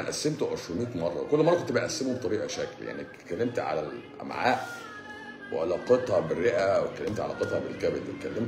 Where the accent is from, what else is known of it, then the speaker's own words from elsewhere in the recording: Cairo, Cairo Governorate, Egypt; من القاهره، عامله ايه؟